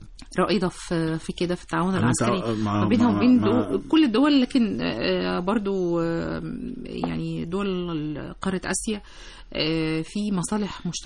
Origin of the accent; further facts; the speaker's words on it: Egypt; علشان إحنا لسه كمصريين مش عارفين استخدامها